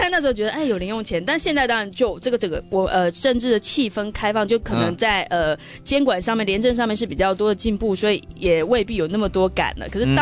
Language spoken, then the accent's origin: Chinese; Hsinchu, Taiwan; 新竹我故乡新竹